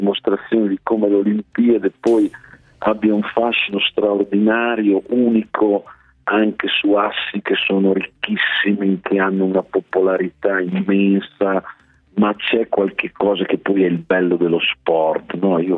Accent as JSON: {"language": "Italian", "town": "Modena", "region": "Emilia-Romagna", "country": "Italy", "said": "io essendo un modenese, noi a Modena abbiamo la pallavolo, non è che siamo innamorati del basket"}